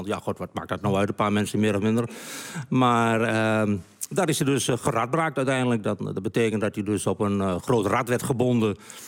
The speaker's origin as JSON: {"language": "Dutch", "region": "Overijssel", "country": "Netherlands", "accent": "Twents", "said": "Nee, ik praat zo plat als de pest. Ja. Dus ik doe het ontzettend plat Twents."}